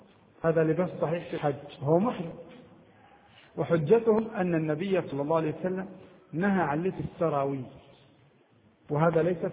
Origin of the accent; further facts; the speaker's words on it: Egypt; هذه يسمونها عندنا في مصر الجيبة، كان يلبسها النساء قديما النطقة